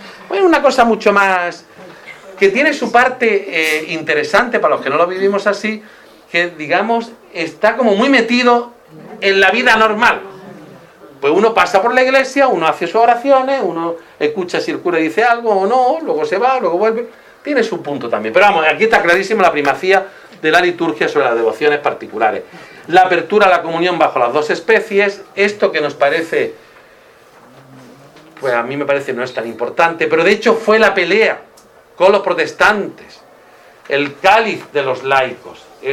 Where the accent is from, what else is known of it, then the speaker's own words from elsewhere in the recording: La Zubia, Andalusia, Spain; cuando yo era pequeño, cuando yo tenía, que hablo del año 70-75, pues en la Zubia, en mi pueblo